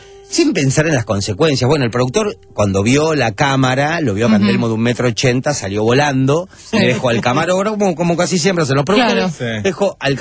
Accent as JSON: {"language": "Spanish", "country": "Uruguay", "said": "Y aparte porque soy uruguayo y conocía más o menos Punta del Este."}